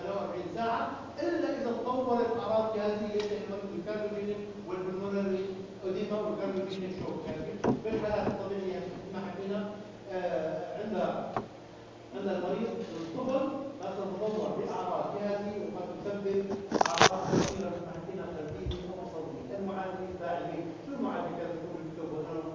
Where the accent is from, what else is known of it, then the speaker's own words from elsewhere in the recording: Syria; المصل المضاد للعقارب موجود عندنا في سوريا